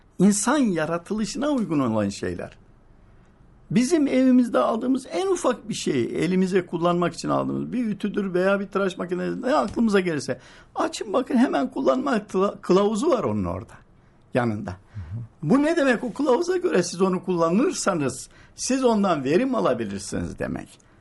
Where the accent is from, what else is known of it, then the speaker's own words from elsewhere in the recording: Sakarya, Turkey; Ben hatırlıyorum ben Sakaryalıyım.